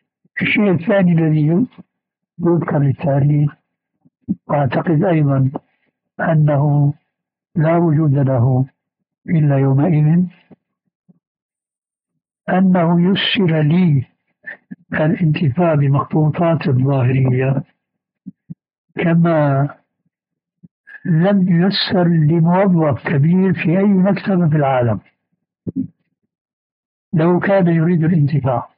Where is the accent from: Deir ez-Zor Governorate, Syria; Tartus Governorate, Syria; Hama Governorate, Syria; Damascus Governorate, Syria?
Damascus Governorate, Syria; Damascus; كما يقال عندنا في دمشق